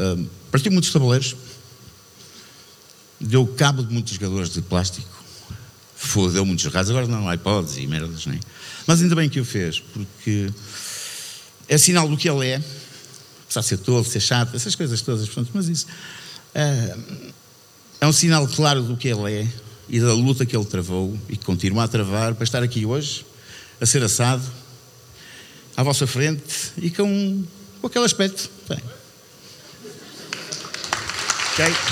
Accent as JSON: {"language": "Portuguese", "town": "Vila do Conde", "region": "Norte", "country": "Portugal", "tie": "born or raised there", "said": "Crescemos aqui, começamos aqui em Gaia, nascemos aqui. Fomos para a Vila do Conde muito miúdos."}